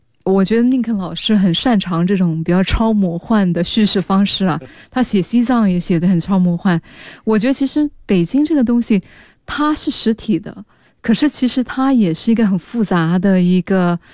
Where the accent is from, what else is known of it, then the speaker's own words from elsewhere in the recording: Singapore; 我是新加坡人啊